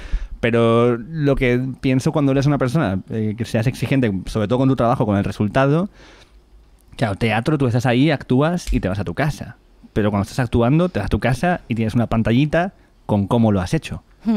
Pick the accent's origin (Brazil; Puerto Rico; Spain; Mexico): Spain; Valencian Community; Yo soy valenciano.